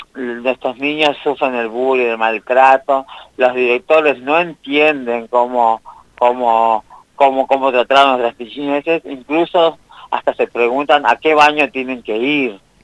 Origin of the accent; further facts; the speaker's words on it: Amaicha del Valle, Tucumán, Argentina; born there; Yo nací en Amaicha del Valle, en Tucumán.